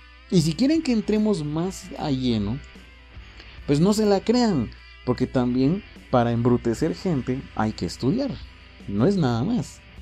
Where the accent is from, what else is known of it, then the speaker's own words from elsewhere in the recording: Quetzaltenango, Guatemala; De repente me están oyendo y dirán qué chistoso hablas de cuates, de qué país era, ¿va? Soy de Xela, por cierto.